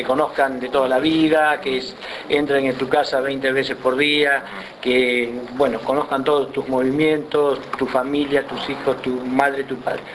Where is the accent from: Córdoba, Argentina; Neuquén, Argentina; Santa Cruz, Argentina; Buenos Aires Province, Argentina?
Buenos Aires Province, Argentina; Las Flores; yo soy de Las Flores